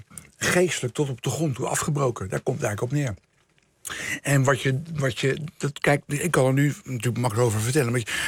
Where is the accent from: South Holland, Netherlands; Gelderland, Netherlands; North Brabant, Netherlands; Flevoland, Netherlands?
South Holland, Netherlands; The Hague; lag natuurlijk Scheveningen, Den Haag, waar ik vandaan kom.